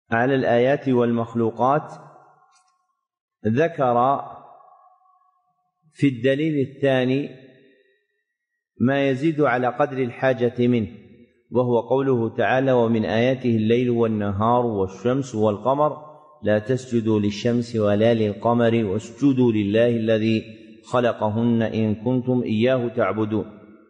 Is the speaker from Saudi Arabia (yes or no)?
yes; Saudi Arabia; موجود عندنا في السعودية، لكن أنتم في مصر ما عندكم